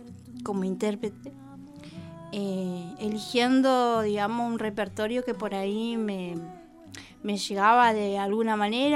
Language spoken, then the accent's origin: Spanish; Jujuy, Argentina; now in La Plata, Argentina; Yo soy jujeña.